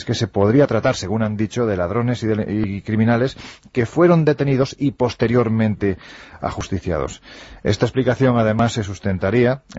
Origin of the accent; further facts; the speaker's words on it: Andalusia, Spain; Yo parto de la idea de que soy andaluz sin gracia